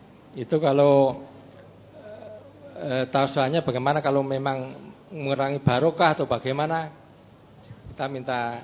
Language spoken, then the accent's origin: Indonesian; Delanggu, Central Java, Indonesia; born there; now in Seram, Indonesia; Kalau saya kelahiran Wonosari Delanggu, Pak